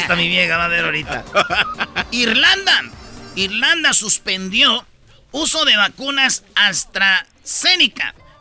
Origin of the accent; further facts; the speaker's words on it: Mexico; ¡Claro! ¡Somos mexicanos!